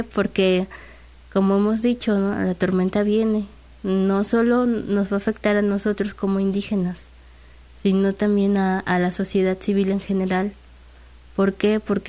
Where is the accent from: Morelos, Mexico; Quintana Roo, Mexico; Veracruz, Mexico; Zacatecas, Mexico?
Veracruz, Mexico; Tlilapan; En sí vengo de un municipio que se llama Tlilapan.